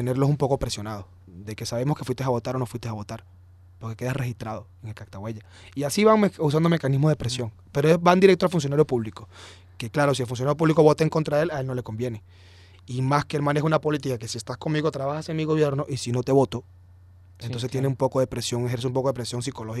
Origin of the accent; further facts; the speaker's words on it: Venezuela; Somos venezolanos todos